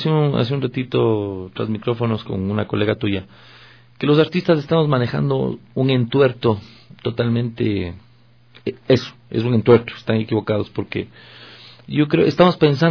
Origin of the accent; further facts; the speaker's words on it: Ecuador; cuando yo realmente me considere que soy un ecuatoriano de exportación, he de pensar en salir al extranjero.